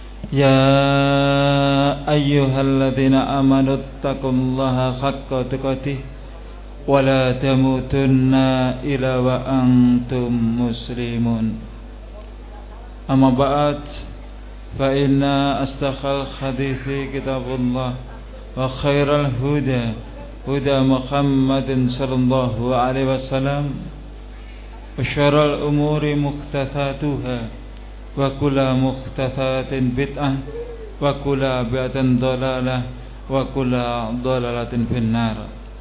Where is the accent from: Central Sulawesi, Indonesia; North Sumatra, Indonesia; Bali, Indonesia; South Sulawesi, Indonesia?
Bali, Indonesia; Tabanan; born there; Saya lahir di Tabanan, Bali. Alhamdulillah akhirnya diajak hijrah ke Jawa Timur.